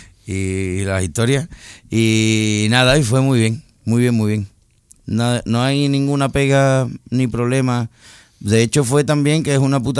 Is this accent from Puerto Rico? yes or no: no; Seville, Andalusia, Spain; como venimos de Sevilla, y entonces pues allí hemos mamado pues tanto todos los grupos legendarios que tenemos y maestros del rock, y hemos mamado también el flamenco.